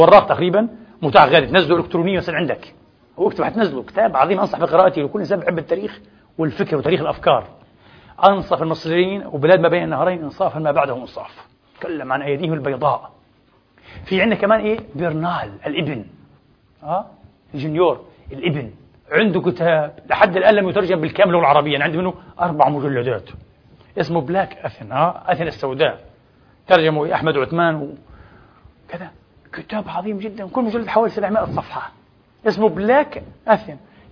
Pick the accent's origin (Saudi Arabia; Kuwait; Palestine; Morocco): Palestine; ليش أنا كفلسطيني بيزعلني إني أنتقص من مصر أو تونس أو ليبيا